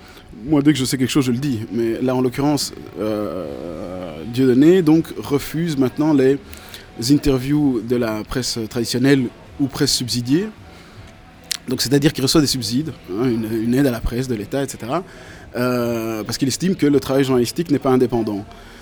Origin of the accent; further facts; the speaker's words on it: Brussels, Belgium; et y compris chez nous à Bruxelles, où d'ailleurs la dernière fois qu'il est venu, le maire de la ville